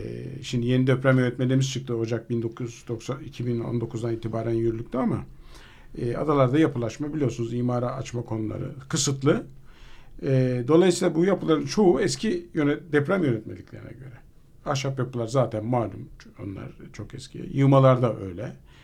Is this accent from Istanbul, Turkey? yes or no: yes; Istanbul, Turkey; Ben Fatih'te, Fener'de doğdum. Yani orada Samatya'da yaşadım. Çocukluğum bir kısmı Samatya'da geçti.